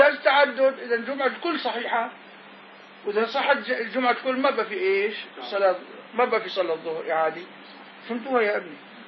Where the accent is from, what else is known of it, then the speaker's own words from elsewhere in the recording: Syria; في هلا في جامع عندنا بسوريا بيسع الناس كلها